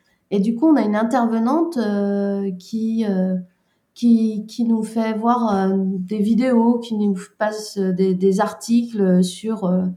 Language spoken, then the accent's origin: French; Brittany, France; Déjà, ça se passe en Bretagne et je suis bretonne